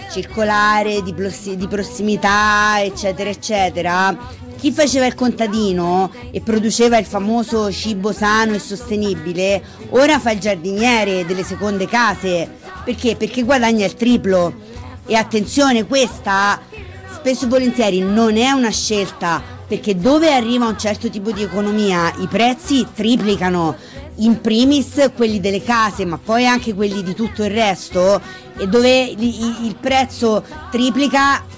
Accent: Rome, Lazio, Italy; per una persona come me, nata e cresciuta in città, a Roma

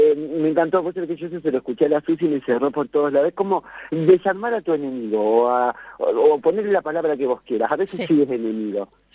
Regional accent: Argentina; Empecé a viajar y me gusta mucho el Uruguay, que fue el primer paisito ahí que conocí, que salí de Argentina.

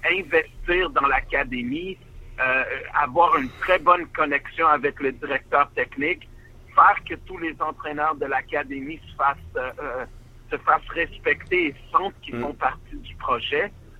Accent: Montreal, Quebec, Canada; j'ai grandi à Montréal, je suis de Montréal, mais j'ai vécu dans beaucoup de villes, comme vous savez, dans beaucoup de places.

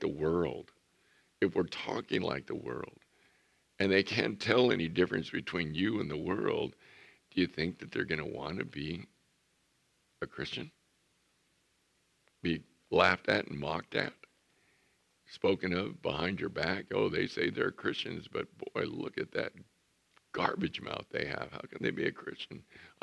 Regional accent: El Centro, California, United States; And so I'm from El Centro.

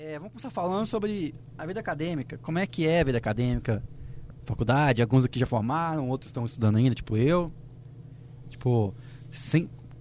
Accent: Minas Gerais, Brazil; moved away as an adult; eu vim de Minas pra cá

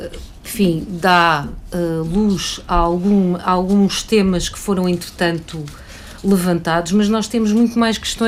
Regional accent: Lisbon, Portugal; eu deixei de andar naquele equipamento como lisboeta

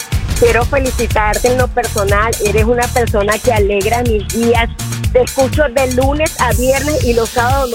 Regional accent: Venezuela; soy venezolana, imagínate cómo estoy.

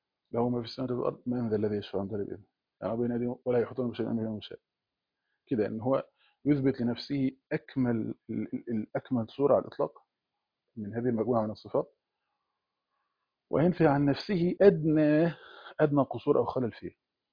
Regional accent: Egypt; وكان احنا عندنا في مصر

